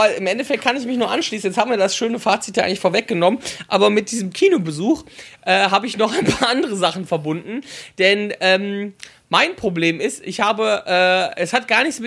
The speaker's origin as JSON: {"language": "German", "town": "Wipperfürth", "region": "North Rhine-Westphalia", "country": "Germany", "tie": "born or raised there", "said": "ich bin in meiner Heimatstadt, ich komme aus dem beschaulichen Wipperfürth"}